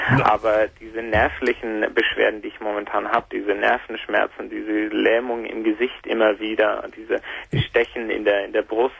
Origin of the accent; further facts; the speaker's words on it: Nuremberg, Bavaria, Germany; Also ich komme aus Nürnberg und keine Familie, niemand